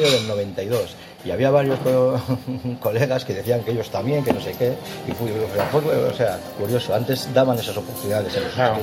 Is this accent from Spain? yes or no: yes; Santurce, Basque Country, Spain; soy de Santurce